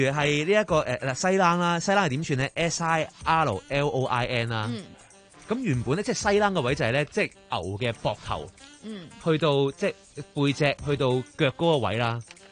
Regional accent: Hong Kong; 你蛇滑鸡个蛇系我哋香港人加落去嘅啫

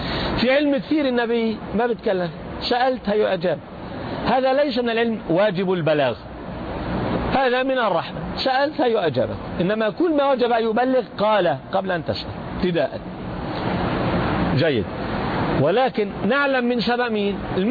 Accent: Jerusalem, Palestine; عندنا في فلسطين في الأرض المقدسة نسميها العقيدة

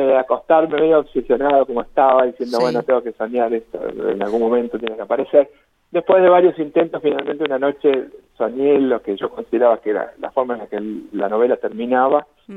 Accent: Ingeniero Luiggi, La Pampa, Argentina; moved away as an adult; Sí, sí. Soy el pampeano de Ingeniero Luigi.

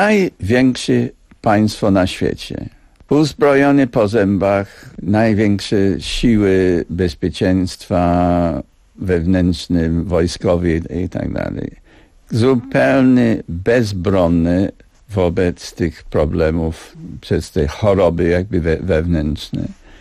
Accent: United Kingdom; Polish is a second language; Ale ja jestem Brytyjczykiem. Ja całe życie żyję w tym państwie, Królestwie Zjednoczonym, który jest jeden krok od śmierci.

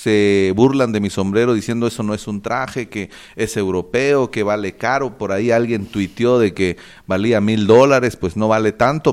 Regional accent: Cobán, Alta Verapaz, Guatemala; born there; soy abogado, nací en Cobán

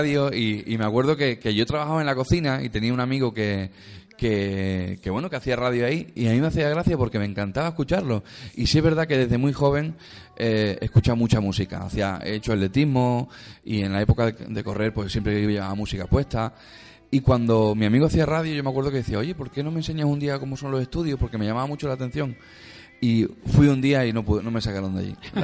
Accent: Algeciras, Andalusia, Spain; estuve un año en mi tierra, en Algeciras, en Cádiz

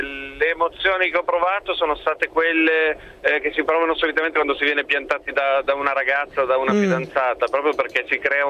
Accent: Milan, Lombardy, Italy; In questo momento però mi trovo più verso Modena per motivi di lavoro, però sono di Milano.

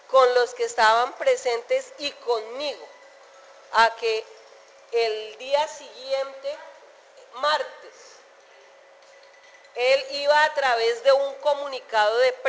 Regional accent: Girardot, Cundinamarca, Colombia; also born or lived in Flandes; yo soy de Girardot? Pues yo nací en Flandes, pero de chiquita nos fuimos para Girardot y he vivido en Girardot.

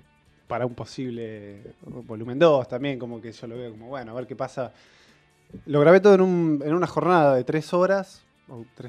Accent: Mar del Plata, Buenos Aires Province, Argentina; yo soy de Mar del Plata y no sabía bien dónde grabarlo

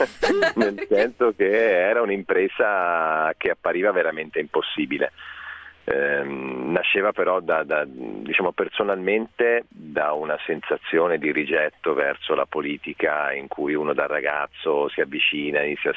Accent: Tuscany, Italy; accent: Tuscan; Poi si sente dall'accento che non sono proprio brianzolo

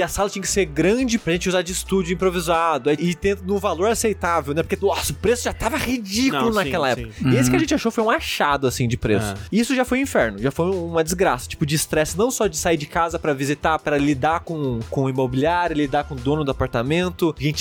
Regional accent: Queluz, São Paulo, Brazil; now in São Paulo, Brazil; Porque, na minha cidade natal, em Queluz, eu cheguei a morar em uma casa, mas eu era muito bebê, não lembro.

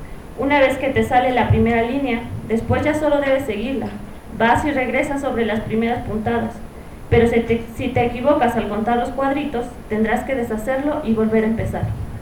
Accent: Hidalgo, Mexico; las mujeres de la región de donde soy, que es del Valle del Mezquital

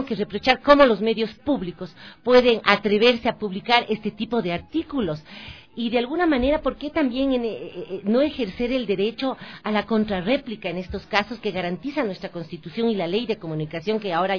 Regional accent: Ecuador; Como ecuatoriana me da vergüenza

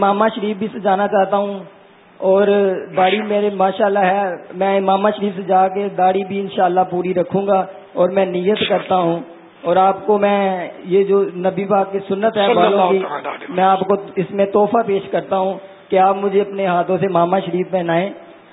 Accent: Lahore, Punjab, Pakistan; میں لاہور سے آیا ہوں مدنی قافلے کے ساتھ 10 دن کے اعتکاف کے لیے.

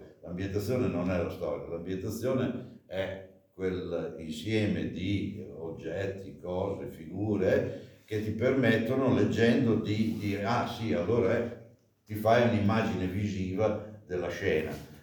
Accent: Emilia-Romagna, Italy; Sono romagnolo d'occhio.

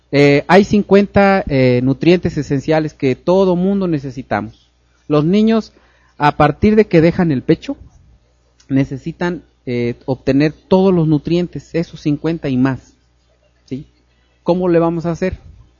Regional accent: Veracruz, Mexico; Pues sí, porque yo soy veracruzano, ¿eh?

